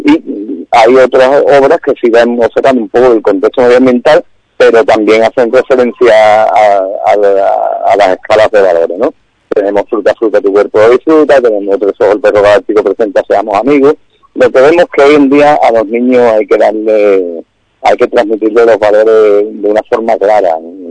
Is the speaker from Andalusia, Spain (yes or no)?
yes; Jerez de la Frontera, Andalusia, Spain; a mí me molesta porque soy jerezano, por desgracia. Y me da coraje que en mi tierra, pues, no se nos considere